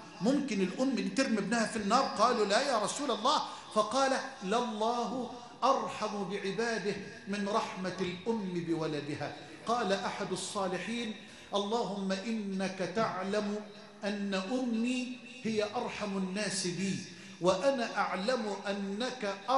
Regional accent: Egypt; اللهم اجعل بلدنا مصر أمنا أمانا سخاء رخاء وجميع بلاد

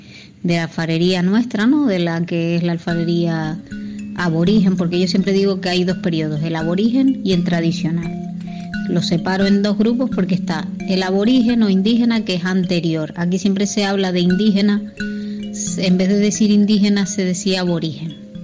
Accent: Canary Islands, Spain; mi isla, que es Tenerife, porque mi madre es de La Palma y mi padre es de Tenerife, pero yo nací en Tenerife.

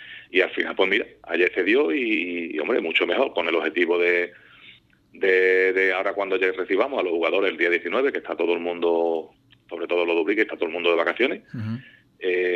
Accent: Puerto Serrano, Andalusia, Spain; Y estuve ayudando primero aquí en mi pueblo, en Puerto Serrano, con el equipo juvenil.

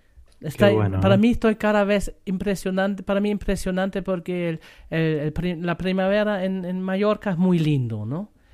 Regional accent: Northern Germany, Germany; Spanish is a second language; moved away; Estoy impresionante porque en Alemania, es esa época, en donde yo soy, del norte de Alemania, es esa época de flores muy corto

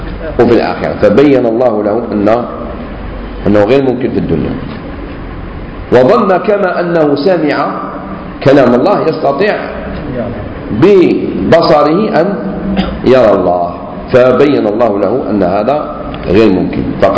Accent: Algeria; انتم منين؟ احنا من الجزائر.

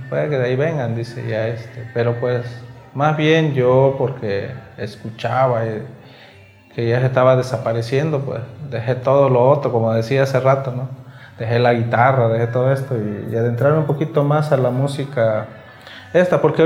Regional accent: San Juan Guichicovi, Oaxaca, Mexico; soy de Huichicobi, de San Juan Huichicobi para ser exacto, de aquí de pues la zona húmeda, aquí en la zona baja, de Los Mijes, de esta otra variante, ¿no?

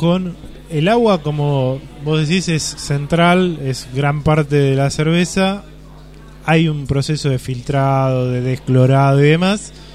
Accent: Castelar, Buenos Aires Province, Argentina; nosotros somos todo de Castelar

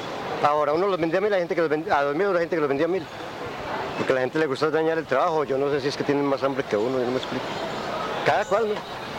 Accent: Armenia, Quindío, Colombia; now in Cali, Colombia; Vea, yo me vine de Armenia porque la situación en Armenia es más dura.

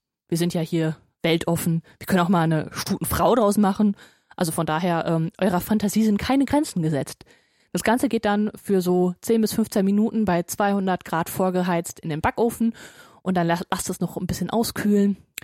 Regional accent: Hagen, North Rhine-Westphalia, Germany; Meine Heimat ist Hagen. Ja, genau das Hagen. Das Hagen, aus dem auch

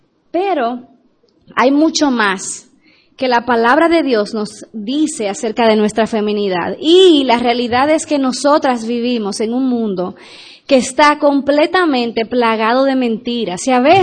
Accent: Dominican Republic; recuérdense que yo soy dominicana. Extiéndanme gracia.

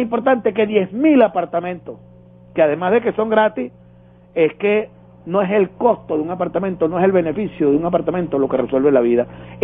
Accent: Venezuela; el hombre que nos está representando como venezolanas y venezolanos

